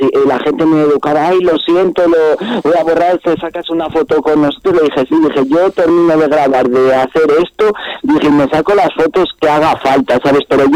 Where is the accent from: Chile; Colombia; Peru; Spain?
Spain; Sanabria, Castile and León; el último concierto que tuve en mi pueblo, en Sanabria, por ahí